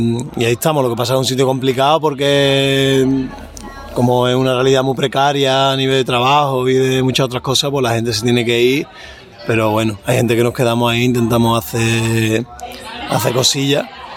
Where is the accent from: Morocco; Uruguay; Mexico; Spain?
Spain; Seville, Andalusia; nosotros somos de Sevilla